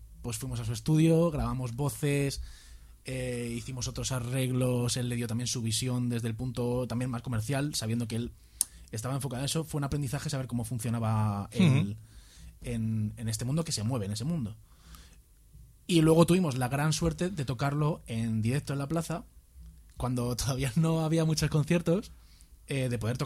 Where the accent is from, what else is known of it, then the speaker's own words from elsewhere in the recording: Vallecas, Community of Madrid, Spain; Yo soy de Vallecas también, macho.